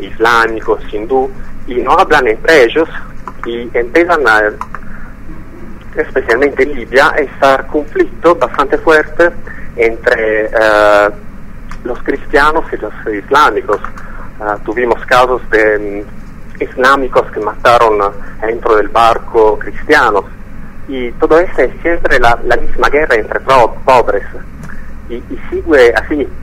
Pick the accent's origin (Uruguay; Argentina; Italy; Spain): Italy; Spanish is a second language; yo como militante en general y también como italiano tengo vergüenza de lo que está haciendo mi Estado.